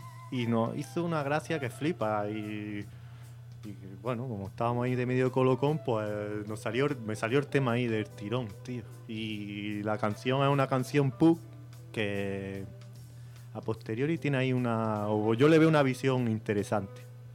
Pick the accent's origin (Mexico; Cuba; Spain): Spain; Lanjarón, Andalusia; Es una canción que hice yo, tío, hará 12 años así, con un grupo que tenía en mi pueblo, en Lanjarón. Un saludo a mis paisanos.